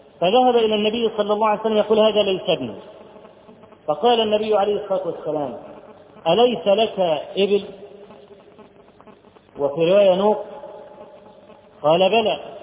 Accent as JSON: {"language": "Arabic", "country": "Egypt", "said": "فرجل اول ما عرف ان انا من مصر قال براميدس براميدس، يعني الاهرام"}